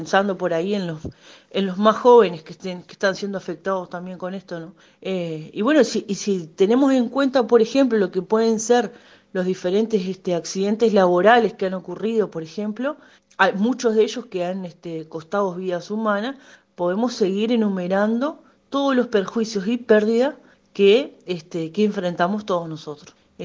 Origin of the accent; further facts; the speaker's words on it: Uruguay; ¿Debemos seguir aceptando estas situaciones como pueblo uruguayo?